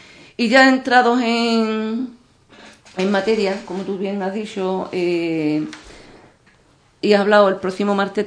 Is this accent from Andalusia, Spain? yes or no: yes; Andalusia, Spain; porque somos andaluces